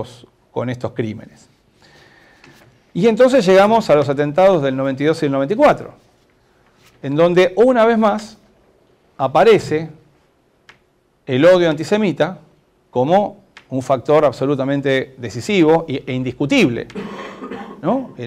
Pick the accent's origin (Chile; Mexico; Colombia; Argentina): Argentina; como argentinos argentinas, no podemos negar entonces esta vinculación